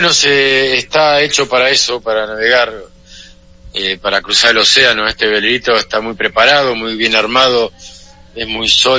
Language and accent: Spanish; Mar del Plata, Buenos Aires Province, Argentina; Estoy en Argentina, bueno, aquí de donde soy yo, en Mar del Plata. Estamos sobre la playa, en el océano.